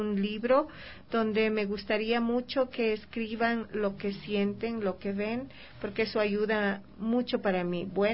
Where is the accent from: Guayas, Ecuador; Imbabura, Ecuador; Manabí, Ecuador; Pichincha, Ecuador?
Pichincha, Ecuador; La Merced; Aquí en la calle, aquí en Ecuador, al menos en La Merced, donde yo vivo ahora, y de donde vengo, yo salgo todas las mañanas a recoger